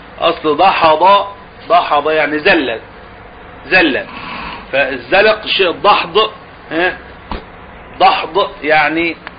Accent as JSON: {"language": "Arabic", "country": "Egypt", "said": "وحصلت الزلزلة اللي حصلت من كام سنة ديت عندنا في مصر"}